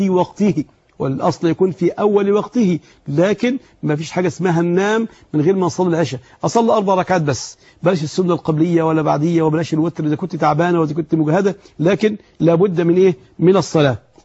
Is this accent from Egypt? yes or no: yes; Egypt; الذهب يا أحباب في العرف بتاعنا احنا كمصريين